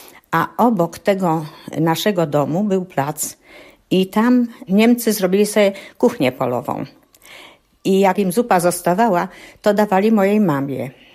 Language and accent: Polish; Otwinów, Lesser Poland, Poland; born there; Ja się urodziłam w Otwinowie, powiat Dąbrowa Tarnowska, to było województwo krakowskie. Urodziłam się po drodze, że tak powiem, ponieważ moja rodzina musiała w 1943 roku uciekać z Kresów, z Krasnego